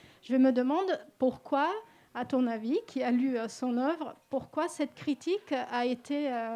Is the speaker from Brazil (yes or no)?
yes; Brazil; moi je viens du Brésil